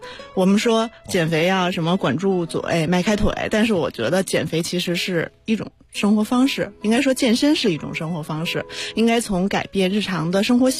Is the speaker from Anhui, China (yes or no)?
no; Hebei, China; 我是河北人。